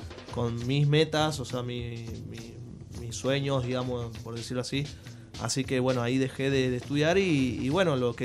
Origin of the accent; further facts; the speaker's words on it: Tucumán, Argentina; Yo empecé tocando música académica a los 9 años, 10 años más o menos en Tucumán. Bueno, yo vengo de la provincia de Tucumán.